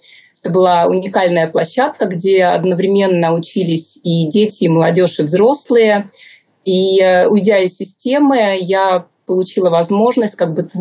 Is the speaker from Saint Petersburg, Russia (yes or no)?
yes; Saint Petersburg, Russia; Я и родилась в Петербурге, и училась там, и прожила.